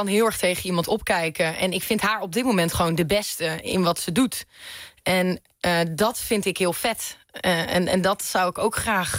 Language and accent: Dutch; Manderveen, Overijssel, Netherlands; Ja, ik kom uit Twente. Ik kom uit Manderveen. Daar wonen 642 mensen. Dus dat is echt de totale andere kant van Nederland.